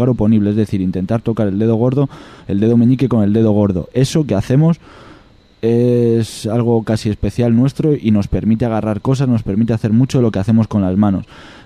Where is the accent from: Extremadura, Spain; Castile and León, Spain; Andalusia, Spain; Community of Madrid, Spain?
Extremadura, Spain; Yo en Extremadura, en mi pueblo, hay vacas, hay toros, y esos toros no embisten.